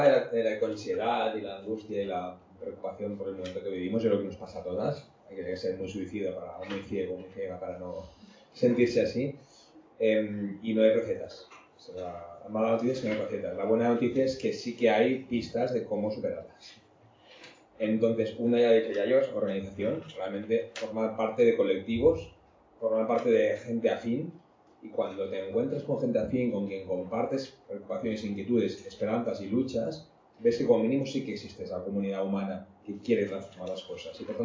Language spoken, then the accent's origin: Spanish; Gavà, Catalonia, Spain; Yo soy de Gavà, pero ahora vivo en una comunidad rural, en el Alto Llobregat, en el Baix Llobregat, en el Llobregat, que está aquí.